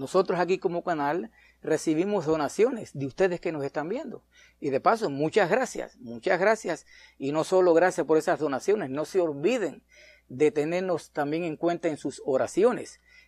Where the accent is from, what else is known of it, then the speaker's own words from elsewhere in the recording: Cuba; le pasó a un gallego allá en mi país, en Cuba.